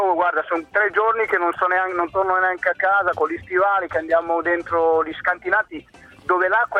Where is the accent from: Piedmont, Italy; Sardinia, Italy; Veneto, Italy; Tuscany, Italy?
Sardinia, Italy; Olbia; sono di Olbia, sono in mezzo al fango da una settimana.